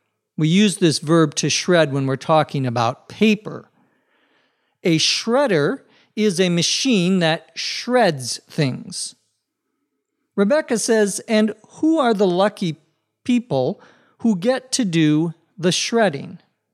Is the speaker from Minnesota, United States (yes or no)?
yes; Minnesota, United States; When I was a child growing up in Minnesota, especially out in the areas outside of the city, you would often see bonfires